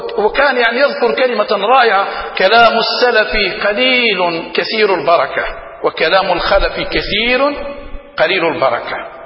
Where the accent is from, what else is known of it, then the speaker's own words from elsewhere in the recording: Algeria; حتى عندنا في الجزائر لما يقول يتمعلم